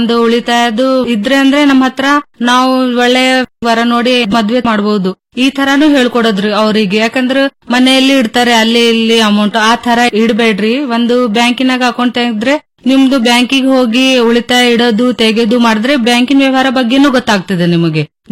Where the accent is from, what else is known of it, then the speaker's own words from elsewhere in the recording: Ainapur, Karnataka, India; ನಾನು ಐನಾಪುರ ಗ್ರಾಮದಲ್ಲಿ ಡಿಜಿಟಲ್ ಸಖಿಯಾಗಿ ಕೆಲಸ ಮಾಡುತ್ತಿದ್ದೇನೆ. … ತಾಲೂಕಾ ಚಿಂಚೋಳಿ, ಜಿಲ್ಲಾ ಕಲಬುರಗಿ.